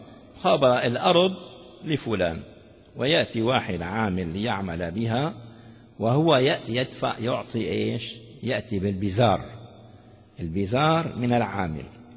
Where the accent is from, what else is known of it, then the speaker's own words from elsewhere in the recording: Damascus, Damascus Governorate, Syria; عندنا في الشام يعني معروف هذا ضواحي الشام، شيء اسمه الضمان